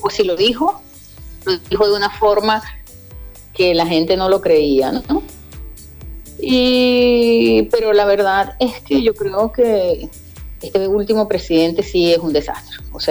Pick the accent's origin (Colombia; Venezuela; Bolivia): Venezuela; moved away as an adult; now in Argentina; Soy venezolana, dices de nacimiento.